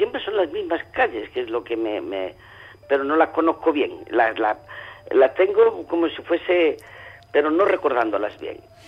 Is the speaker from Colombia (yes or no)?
no; Extremadura, Spain; now in Barcelona, Spain; yo soy de Extremadura, pero llevo aquí ya casi 60 años en Barcelona.